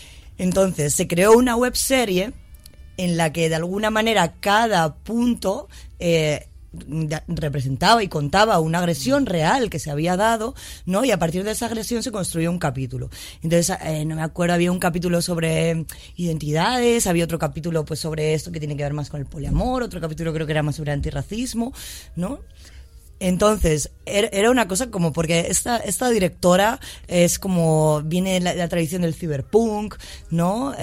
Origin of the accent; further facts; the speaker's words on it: Madrid, Community of Madrid, Spain; Yo como madrileña, sí, ¿vale? Y como madrileña que no tiene pueblo, ¿no? De familia de Madrid.